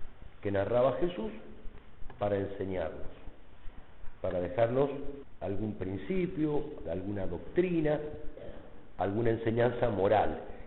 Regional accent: Mendoza, Argentina; pasa más o menos como en mi tierra, en Mendoza los chilenos no los queremos mucho.

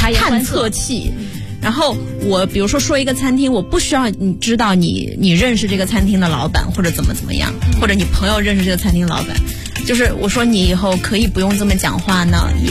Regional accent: Sichuan, China; 因为我是四川人，我不吃辣我会死。

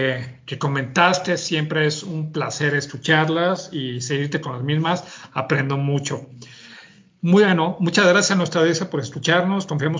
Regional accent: Mexico; y hablo directamente de México, y soy mexicano

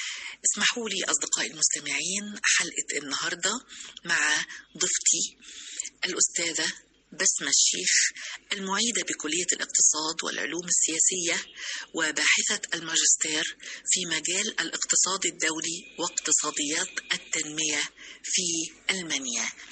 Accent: Egypt; وتمنوا تتحقق هنا في بلدنا مصر

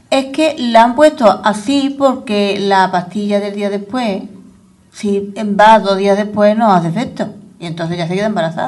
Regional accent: Écija, Andalusia, Spain; Vamos a hablar de mi pueblo, de mi ciudad, sí. Ecija.

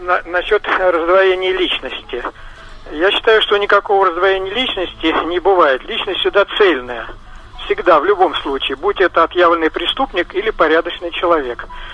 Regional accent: Moscow, Russia; я из Москвы, так, чтобы представиться.

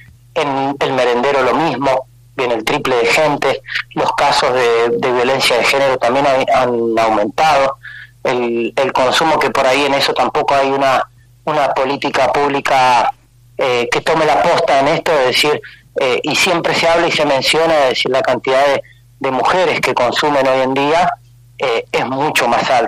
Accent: Buenos Aires, Argentina; moved away as an adult; yo soy oriundo de Buenos Aires, yo trabajé en comunidades terapéuticas allá y vine en el año 2010

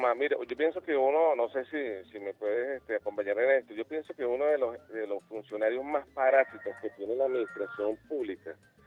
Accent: Venezuela; Yo quiero saber, como venezolano

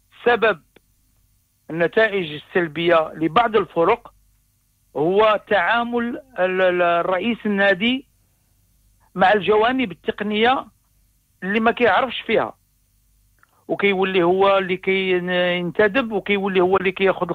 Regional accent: Morocco; العكس العكس اللي كيطرح عندنا في المغرب

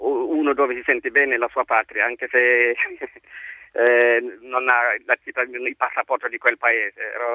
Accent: Guinea; now in Naples, Italy; Io sono della Guinea.

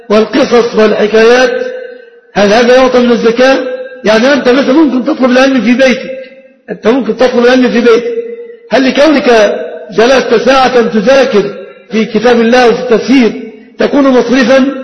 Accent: Egypt

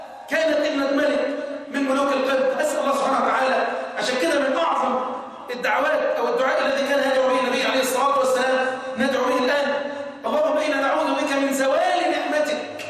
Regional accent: Egypt; اللهم احفظ بلدنا مصر وسائر بلاد المسلمين.

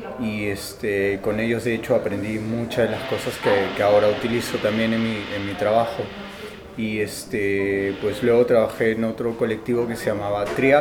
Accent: Lima, Peru; de Lima, Perú.

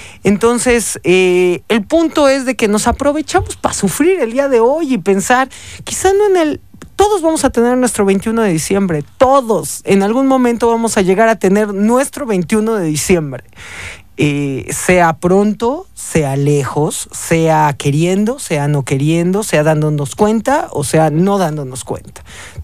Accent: Mexico; como buenos mexicanos sabes que nos burlamos de todo, ¿no?

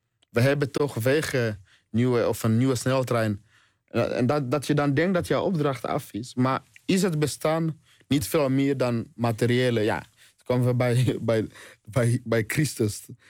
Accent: DR Congo; now in Netherlands; Dat zie ik bijvoorbeeld in Congo, waar ik vandaan kom.

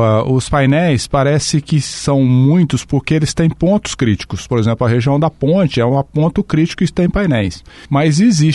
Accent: São Paulo, Brazil; also born or lived in Londrina; now in Foz do Iguaçu, Brazil; Eu sou paulista, né, do interior do estado de São Paulo, aí vim para o Paraná, para Londrina em 1984. Em 1988 vim para Foz do Iguaçu

